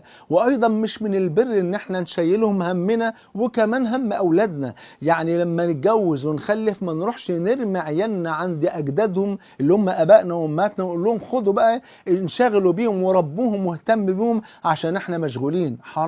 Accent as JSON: {"language": "Arabic", "country": "Egypt", "said": "زي ما بيقولوا عندنا في مصر يا مكبرنا يا مصغرنا"}